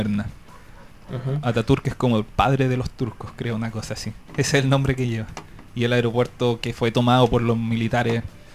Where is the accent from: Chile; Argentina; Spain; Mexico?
Chile; sobre todo para nosotros como chilenos también en alguna medida.